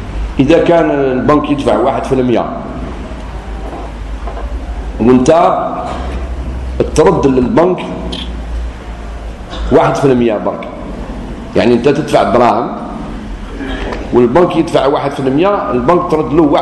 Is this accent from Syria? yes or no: no; Algeria; عاشوراء عندنا في الجزائر في هذه السنة يوم السبت